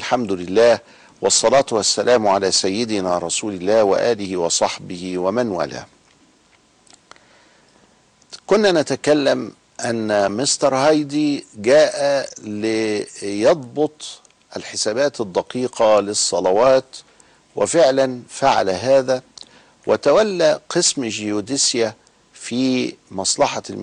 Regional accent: Egypt; وهنا عندنا في مصر مع سيد قطب رحمه الله.

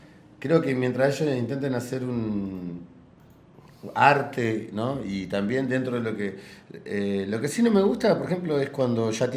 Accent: Viedma, Río Negro, Argentina; moved away as an adult; now in Buenos Aires, Argentina; No, soy de Viedma, Río Negro.

